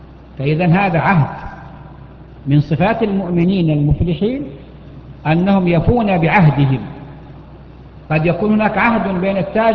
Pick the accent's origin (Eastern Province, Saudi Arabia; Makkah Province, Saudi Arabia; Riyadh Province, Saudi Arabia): Makkah Province, Saudi Arabia; Mecca; هناك عندنا في مكة أحد المحسنين